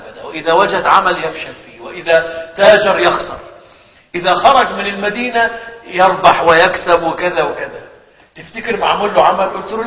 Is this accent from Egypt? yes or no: yes; Egypt; كان عندنا في مصر حاجة اسمها الحمامات العامة